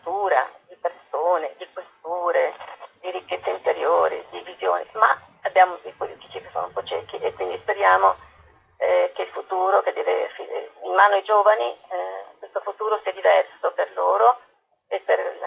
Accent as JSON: {"language": "Italian", "region": "Apulia", "country": "Italy"}